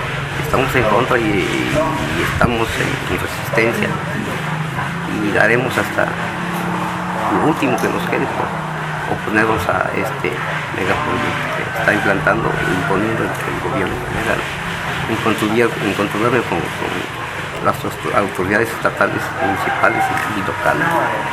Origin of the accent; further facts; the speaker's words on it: Mixingo, Mexico; vengo de la comunidad de Mixingo.